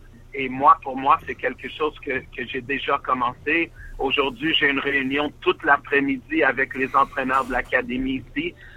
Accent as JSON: {"language": "French", "town": "Montreal", "region": "Quebec", "country": "Canada", "tie": "born or raised there", "said": "j'ai grandi à Montréal, je suis de Montréal, mais j'ai vécu dans beaucoup de villes, comme vous savez, dans beaucoup de places."}